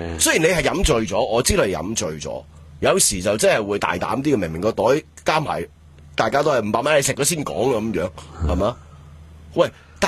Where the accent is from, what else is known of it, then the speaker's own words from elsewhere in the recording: Hong Kong; 屌我哋香港人唔系咁